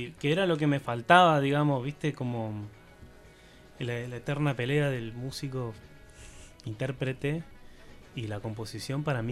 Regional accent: Bariloche, Río Negro, Argentina; yo soy de Bariloche y mi vieja vive en el Bolsón y siempre voy los veranos allá.

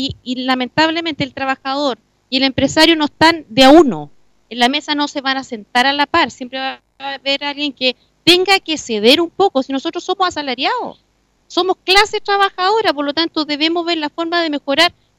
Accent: Linares, Maule, Chile; Si yo no soy de Talca, yo soy de Linares y viajo todos los días al campo

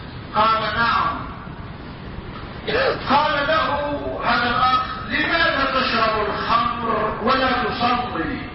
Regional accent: Morocco; ومع الأسف الشديد يقع هذا أيضا عندنا في المغرب

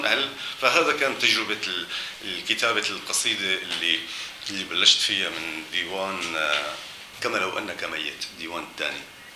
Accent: Aleppo, Aleppo Governorate, Syria; انه اهم شيء بالنسبة لي انه انا حامل حلبي داخلي، يعني حلبي رهيب، انه حلب حلب حلب كان شيء فظيع. هاي المدينة لفترات ضليت عايش بهي الحالة فترات التسعينات لمنتصفة تقريبا،

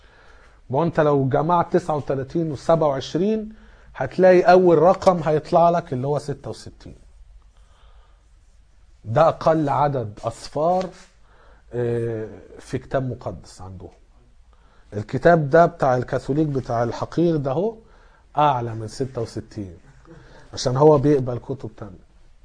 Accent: Alexandria, Alexandria Governorate, Egypt; شوية جم عندنا في اسكندرية

